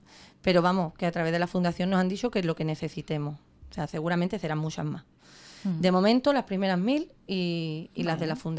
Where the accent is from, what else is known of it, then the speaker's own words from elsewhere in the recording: Ubrique, Andalusia, Spain; somos ubriqueños, gaditanos y andaluces